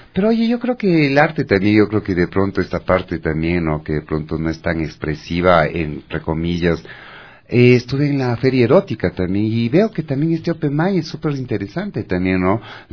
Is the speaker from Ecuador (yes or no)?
yes; Ecuador; todos nosotros que somos ecuatorianos, hacer ver que nuestro país vale mucho